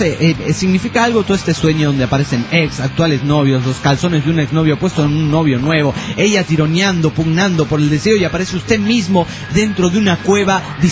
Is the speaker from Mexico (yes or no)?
yes; San Luis Potosí, Mexico; moved away; Hace un tiempo fui a la SLP de visita que en mi ciudad de origen